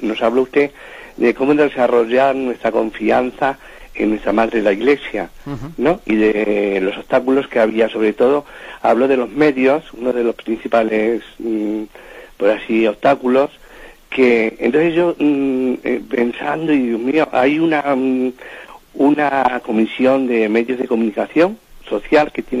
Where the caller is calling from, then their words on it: Madrid, Community of Madrid, Spain; aquí de Madrid.